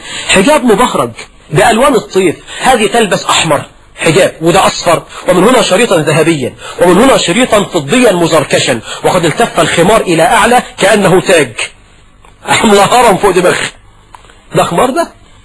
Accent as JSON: {"language": "Arabic", "country": "Egypt"}